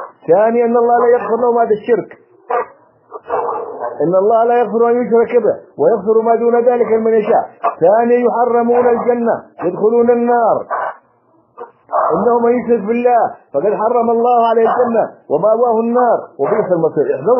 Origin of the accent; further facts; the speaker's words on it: Yemen; عندنا في اليمن ما أكثر هذه القبور